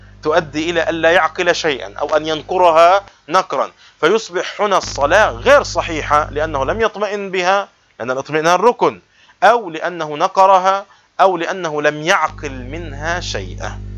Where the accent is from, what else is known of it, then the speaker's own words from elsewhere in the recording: Palestine; عندنا في بلاد الشام وفلسطين نسميها التأجير